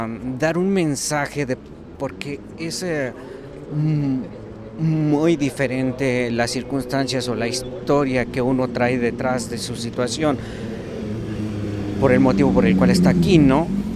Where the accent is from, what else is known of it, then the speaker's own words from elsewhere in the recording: Mexico; moved away; yo salí de México por cuestiones de seguridad